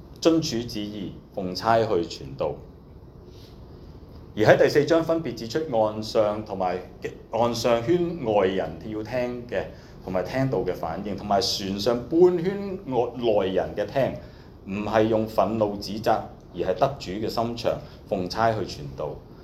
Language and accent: Cantonese; China; 頭先我哋中國人有一句嘅説話叫吃裏扒外